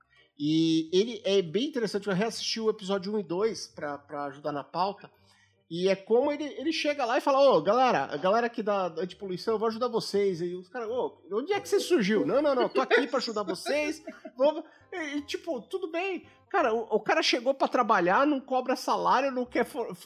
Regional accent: Santos, São Paulo, Brazil; eu sou de Santos, perto de Cubatão

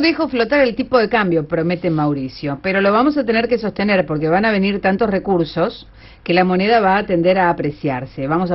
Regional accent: Argentina; toda esta forma de sentirnos como argentinos

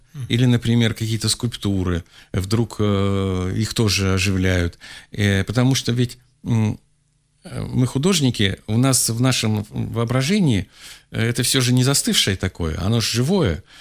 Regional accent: Urals, Russia; born there; Я родился на Урале, в маленьком городке Демидовском, таком, там завод Демидовский.

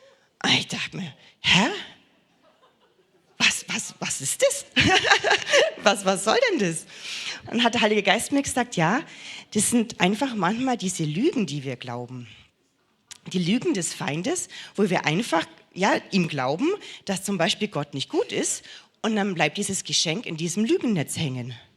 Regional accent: Bavaria, Germany; Wir haben bei uns im Allgäu so ein Sprichwort.

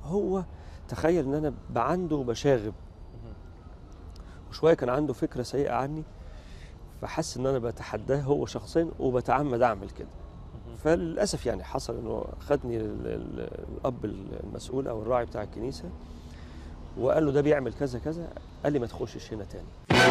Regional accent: Cairo, Cairo Governorate, Egypt; احنا كنا ساكنين الاول في حته غير شبرا، يعني اتولدت في شبرا بس كنا ساكنين في حته جنب شارع محمد علي، وما كانش في كنائس هناك كتير،

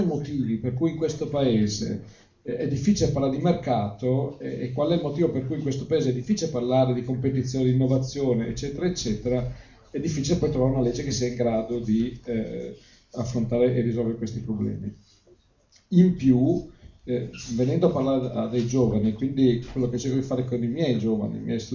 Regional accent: Tuscany, Italy; Allora, io sono un eretico, detto da toscano rompicoglioni

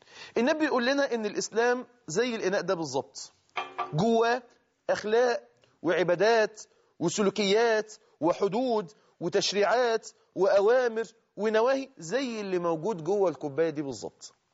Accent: Egypt; اللي احنا بنسميها عندنا كده في اللغة الدارجة عندنا في مصر

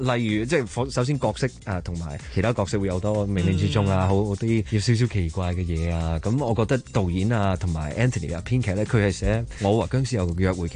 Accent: Australia; 特別我喺澳洲長大，有好多嘢真係未食過噶嘛

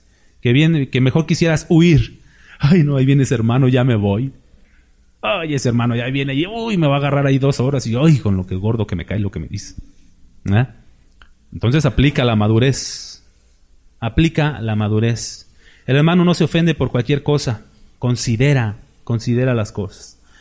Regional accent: Mexico; Aunque somos mexicanos, tenemos una idiosincrasia similar

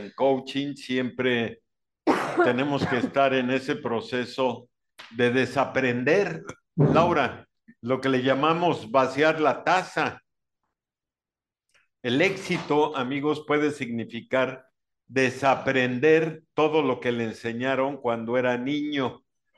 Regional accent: Mexico City, Mexico; Yo recuerdo estos sábados de gloria en mi infancia en la Ciudad de México

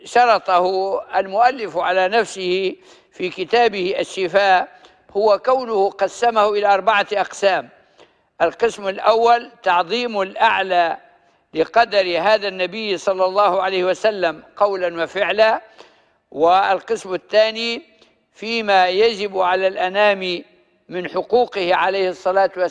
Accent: Libya; accent: Libyan; والتكريع في الماء معلوم في لهجتنا الليبية

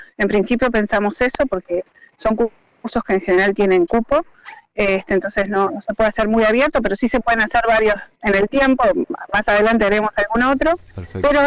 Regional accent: Montevideo, Uruguay; now in Parque del Plata, Uruguay; yo hace 15 años que vivo en Parque del Plata, soy montevideana, pero tengo corazón canario

